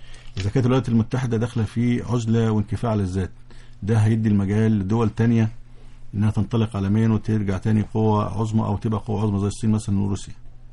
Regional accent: Egypt; بس احنا اللي يخصنا كمصريين وكعرب من الموضوع

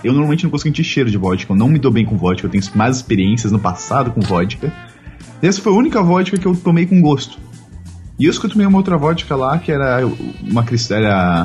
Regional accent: Russia; Eu sou russo, mas eu a diferença. Quando eu era jovem, eu tomava a vodka da minha avózinha, da minha baba.

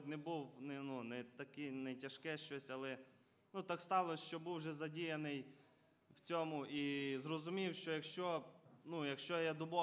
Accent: Kovel, Volyn Oblast, Ukraine; я сам із Волинської області, міста Ковеля.

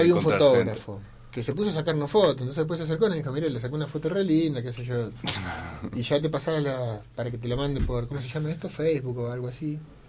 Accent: Argentina; allá digo porque yo soy de Argentina, ¿no?

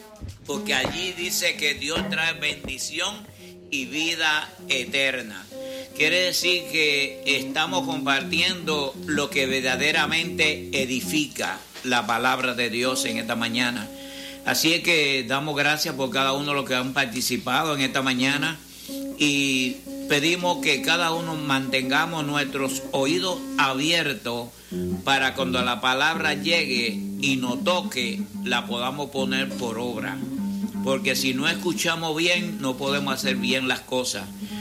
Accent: Dominican Republic; Yo me recuerdo en mi país, yo estaba cuando invadió los Estados Unidos en el mismo frente de guerra próximo al muelle.

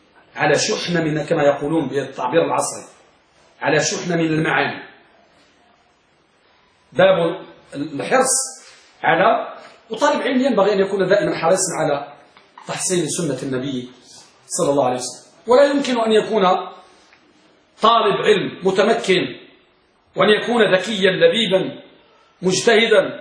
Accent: Morocco; الملقب عندنا بالمغرب

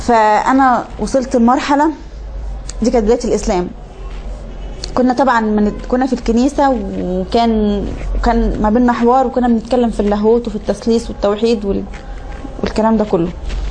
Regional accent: Tawfiqiya, Minya Governorate, Egypt; born there; والحمد لله ربنا أنعم علي بنعمة الإسلام. أنا من مواليد التوفيقية، مركز صملوط، محافظة المنيا، مواليد يناير 93، 1/1/93.

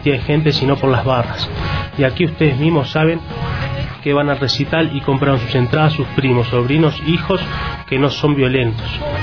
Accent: Uruguay; porque un poco como uruguayo, ¿no? Paisito al lado de la Argentina

